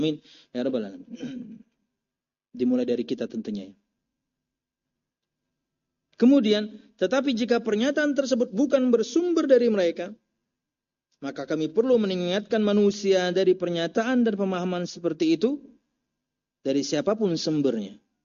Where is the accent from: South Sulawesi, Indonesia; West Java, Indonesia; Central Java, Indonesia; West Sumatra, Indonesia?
Central Java, Indonesia; Pekalongan; Bapak ibu saya Halabiyo, tapi saya lahir di Jawa. Harusnya saya Al Pekalonji, orang Pekalongan ya.